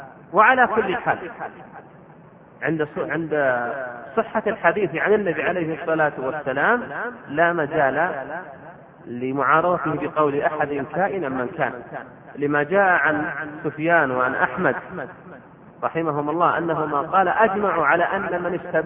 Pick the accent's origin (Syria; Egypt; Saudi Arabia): Saudi Arabia; Riyadh, Riyadh Province; وعندنا في الرياض وغيرها يشدد في هذا الموضوع